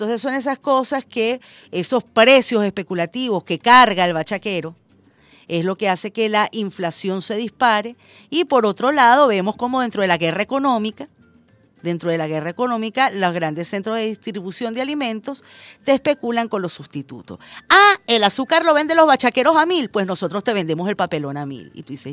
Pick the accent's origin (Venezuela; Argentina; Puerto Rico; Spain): Venezuela